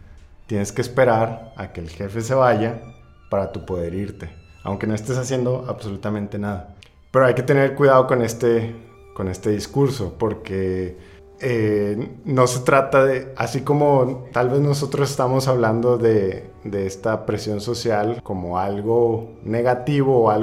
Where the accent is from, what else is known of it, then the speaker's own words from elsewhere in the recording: Mexico; Uno como mexicano dices, ya ando mareado y le paras.